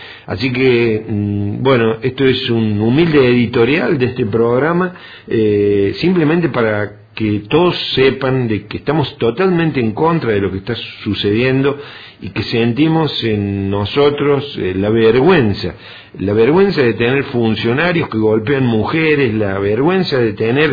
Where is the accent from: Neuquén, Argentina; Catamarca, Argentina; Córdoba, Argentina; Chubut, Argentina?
Córdoba, Argentina; nos toca vivir a Córdoba como cordobeses y como argentinos